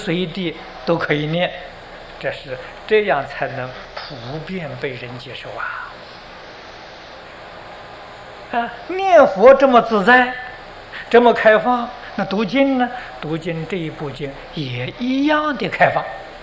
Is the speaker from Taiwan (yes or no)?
no; China; 我们中国人有十分恭敬心